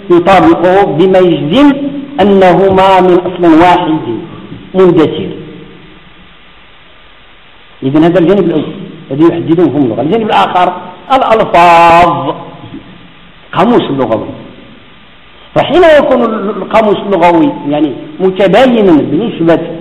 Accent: Morocco; والنساء عندنا في المغرب يفهموا المصرية أكثر من المصرية

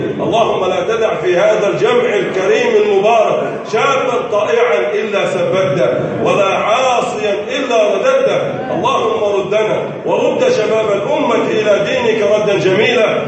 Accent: Egypt

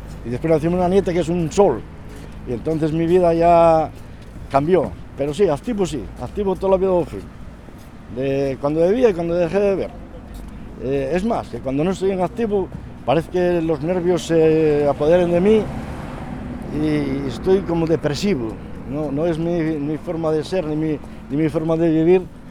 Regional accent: Mieres, Asturias, Spain; now in Gijón, Spain; soy de Mieres, y cuando vine de Mieres para Gijón yo tenía 24 años, me parece, 24 o 25 años.

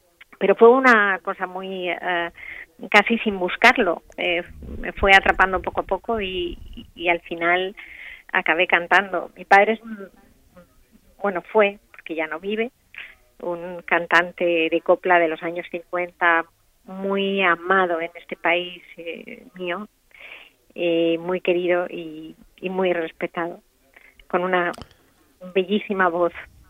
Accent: Spain; moved away as an adult; now in Turkey; Yo soy más turca que española

